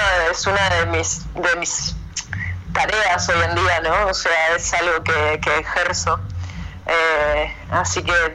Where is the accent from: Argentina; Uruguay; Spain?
Uruguay; Salto; moved away as an adult; now in Montevideo, Uruguay; Soy de Salto, Uruguay, pero nacida en Salto.